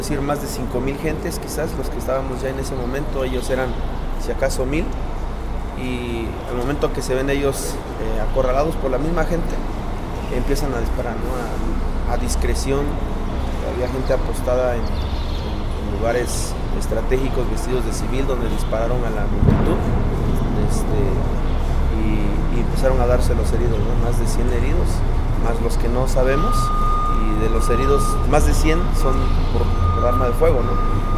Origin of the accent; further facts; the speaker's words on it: Nochixtlán, Oaxaca, Mexico; Soy de aquí de Nochistlán, mi comunidad pertenece a este distrito.